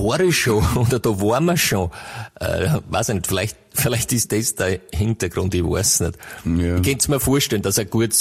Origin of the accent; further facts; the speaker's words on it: Styria, Austria; now in Vienna, Austria; ich meine, ich komme ja aus der Steiermark ursprünglich und das heißt ja die grüne Steiermark, ja.